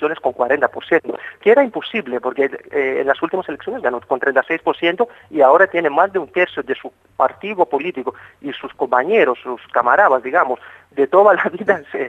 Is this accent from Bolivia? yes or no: no; Greece; yo soy griego y obviamente sigo muy cerca a las elecciones griegas y la política griega